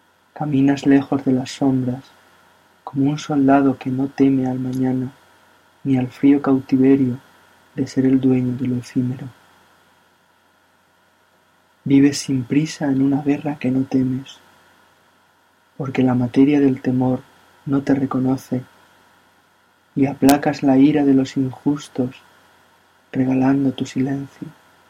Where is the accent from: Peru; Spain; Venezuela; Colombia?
Spain; Albacete, Castilla-La Mancha; soy de Albacete, España.